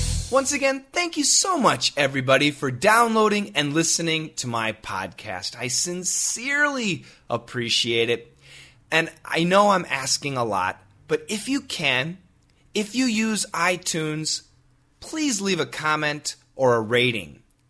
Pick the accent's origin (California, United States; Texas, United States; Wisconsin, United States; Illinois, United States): Wisconsin, United States; Well, I grew up in Wisconsin. And in Wisconsin, in the United States, in the wintertime, oh my goodness, we get so much snow.